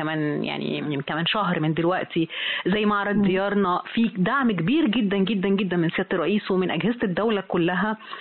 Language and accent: Arabic; Egypt; لكن احنا كمصريين دايما تيجي تقولي ايه هو غالي ليه كده